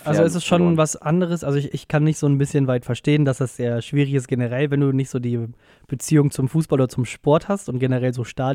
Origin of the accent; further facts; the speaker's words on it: North Rhine-Westphalia, Germany; ich komme halt ja aus Nordrhein-Westfalen und da haben wir den WDR.